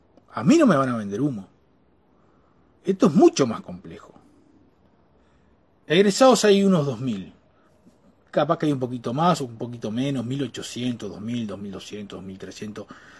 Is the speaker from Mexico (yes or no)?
no; Uruguay; yo, como ciudadano uruguayo y como profesional, Me voy a seguir quejando todo lo que me quiera quejar